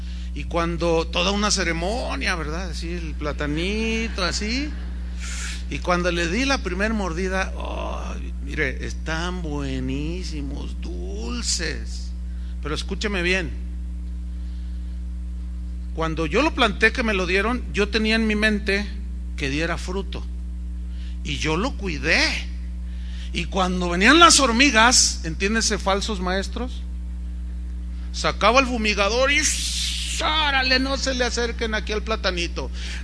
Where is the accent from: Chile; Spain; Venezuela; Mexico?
Mexico; San Luis Potosí; Yo soy de un lugar, soy de San Luis Potosí, donde hay muchas tunas. Y cuando yo era un niño, mi abuelo me enseñó a comerme las tunas en el nopal.